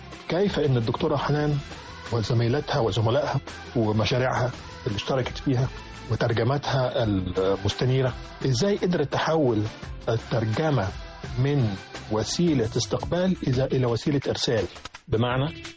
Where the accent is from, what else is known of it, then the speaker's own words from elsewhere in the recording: Egypt; يكفينا كمصريين كلنا فخرا